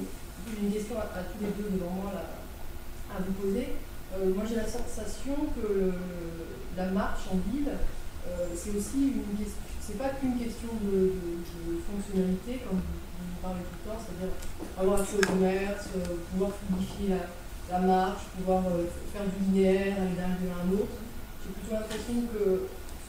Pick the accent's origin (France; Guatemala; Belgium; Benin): France; Orléans, Centre-Val de Loire; also born or lived in Bordeaux; now in Grenoble, France; moi, je suis originaire d'Orléans, donc une assez grande ville. J'ai fait mes études à Bordeaux. Je connaissais bien Toulouse-Lyon. Et aujourd'hui, je travaille sur Grenoble.